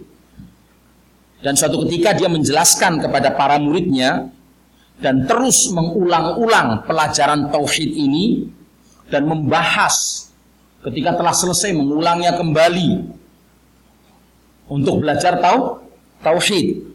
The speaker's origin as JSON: {"language": "Indonesian", "region": "Java", "country": "Indonesia", "said": "Mungkin karena saya ini orang Jawa, banyak istilah yang saya keluarkan dengan ya kan istilah-istilah Jawa."}